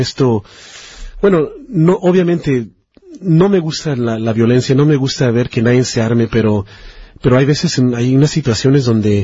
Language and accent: Spanish; Michoacán, Mexico; yo también soy de Michoacán, por eso es que este tema es bueno, mi familia es de Michoacán